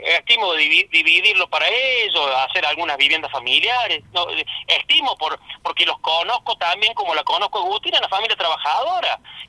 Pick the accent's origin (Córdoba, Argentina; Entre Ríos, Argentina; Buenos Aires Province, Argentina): Córdoba, Argentina; Salsipuedes; Nosotros, los nacidos y criados en Salsipuede, la conocemos